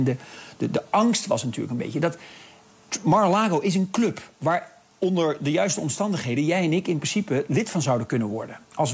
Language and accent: Dutch; Netherlands; Ja, ik luister hier ook een beetje als een Nederlander naar. Ik bedoel, onze Nederlandse aanvalsplannen op Duitsland zijn strikt geheim.